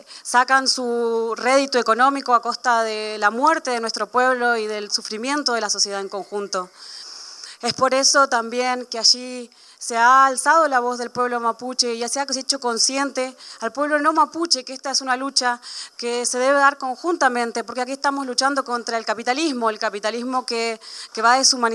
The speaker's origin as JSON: {"language": "Spanish", "region": "Puelmapu", "country": "Argentina", "said": "también vengo del Puelmapu."}